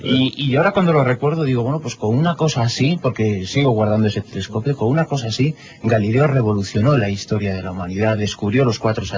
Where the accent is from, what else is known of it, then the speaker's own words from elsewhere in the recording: Zaragoza, Aragon, Spain; also born or lived in Galicia; Teníamos 4 años cuando, como buen gallego, como buena familia gallega, emigramos y lo hicimos rumbo a Zaragoza, en donde se instaló parte de mi gigantesca familia.